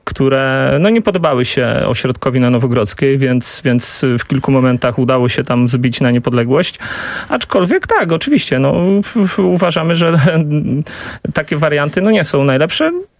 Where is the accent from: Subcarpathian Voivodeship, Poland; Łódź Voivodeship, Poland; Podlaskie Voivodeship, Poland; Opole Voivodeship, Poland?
Subcarpathian Voivodeship, Poland; Ja pochodzę z Podkarpacia, które serdecznie w tym miejscu pozdrawiam